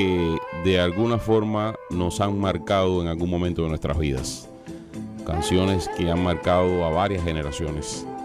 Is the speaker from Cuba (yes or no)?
yes; Cuba; moved away; en mi experiencia personal como cubano, que salí de Cuba en el 1980